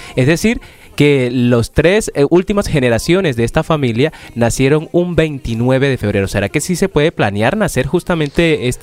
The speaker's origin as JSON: {"language": "Spanish", "region": "Caribbean coast", "country": "Colombia", "said": "yo soy costeño, soy de Colombia, de la costa"}